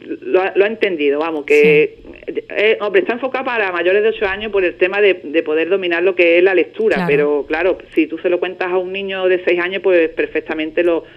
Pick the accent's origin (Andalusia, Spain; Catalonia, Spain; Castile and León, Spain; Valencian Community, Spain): Andalusia, Spain; Ubrique; Os vais a sorprender cuando lo leáis porque aparece mi pueblo por todos los rincones, vamos. En la vida real de la niña, pues aparece Ubrique, pues en toda su esencia, vamos.